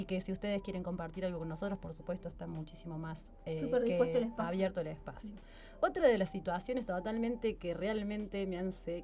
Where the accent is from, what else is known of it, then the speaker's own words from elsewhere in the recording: Argentina; Lo que tenemos nosotros como argentinas